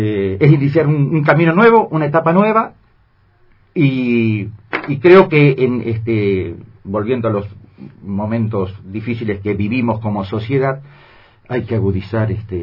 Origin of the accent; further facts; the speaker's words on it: Carmen de Patagones, Buenos Aires Province, Argentina; yo soy nacido en Patagones y en mi época de niñez, de la época de la escuela primaria, había los personajes del pueblo